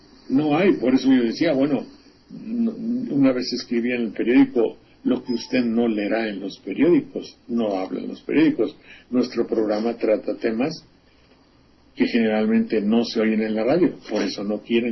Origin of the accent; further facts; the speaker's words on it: Xalapa, Veracruz, Mexico; en mi pueblo, en Jalapa, me dijeron, concursa